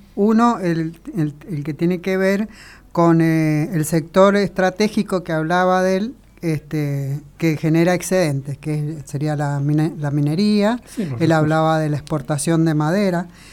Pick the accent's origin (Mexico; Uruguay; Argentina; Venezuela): Argentina; una potencia económica de Sudamérica, como somos nosotros, Argentina